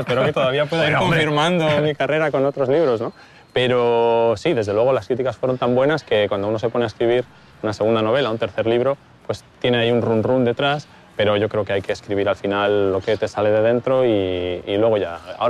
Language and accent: Spanish; Reus, Catalonia, Spain; la tercera dedicada a mi ciudad de origen, ¿no? Reus.